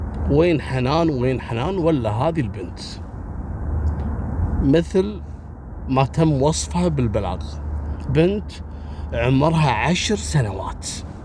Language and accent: Arabic; Kuwait; منطقة اسمها صليبية عندنا في الكويت